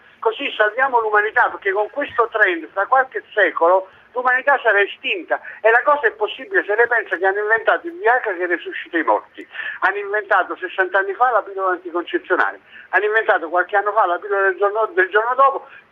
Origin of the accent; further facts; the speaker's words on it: Turin, Piedmont, Italy; sono di Torino